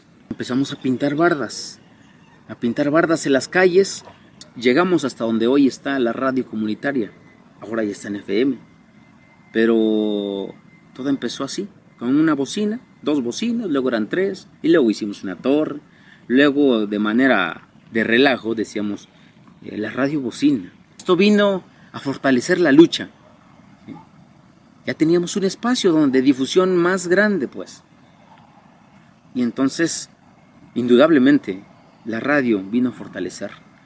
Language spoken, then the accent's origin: Spanish; Amilcingo, Morelos, Mexico; de esta comunidad de Amilcingo, municipio de Temuac, Morelos. Soy originario de esta comunidad, tengo 32 años, soy campesino orgullosamente.